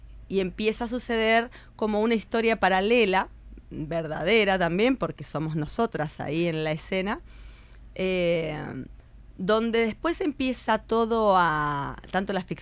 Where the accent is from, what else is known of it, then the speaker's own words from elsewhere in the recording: Mendoza, Argentina; moved away; Soy de Mendoza, Argentina, pero bueno, vivo acá hace 18 años.